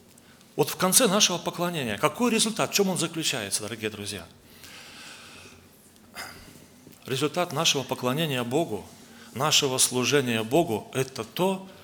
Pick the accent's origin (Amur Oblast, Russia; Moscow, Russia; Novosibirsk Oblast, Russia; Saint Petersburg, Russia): Amur Oblast, Russia; Blagoveshchensk; я с Дальнего Востока, город Благовещенск, там мы несем служение. Я в церкви являюсь благовестником, проповедую Слово Божие.